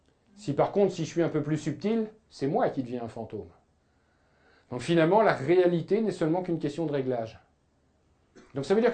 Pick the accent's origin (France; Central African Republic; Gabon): France; Nous, on imagine en tant que Français moyen